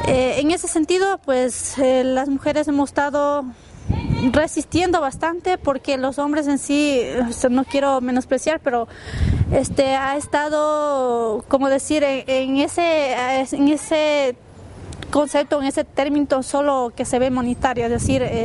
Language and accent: Spanish; San Luis de Pambil, Bolívar, Ecuador; vengo de la provincia de Bolívar, específicamente de la parroquia San Luis de Pambil, y bueno, obviamente donde vengo es de la comunidad Huagraurco.